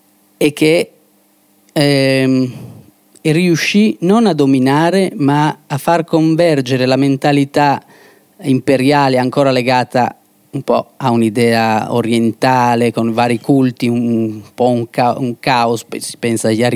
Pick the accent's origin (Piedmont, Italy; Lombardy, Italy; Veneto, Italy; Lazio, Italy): Lombardy, Italy; Milan; da cattolico non mi piace, ma da milanese